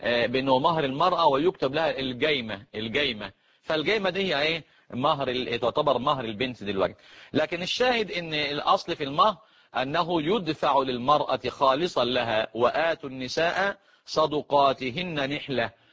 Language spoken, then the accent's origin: Arabic; Egypt